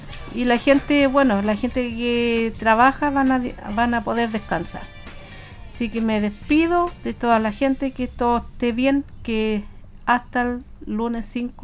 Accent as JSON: {"language": "Spanish", "country": "Chile", "said": "nada que ver acá en Chile, pero como los chilenos somos"}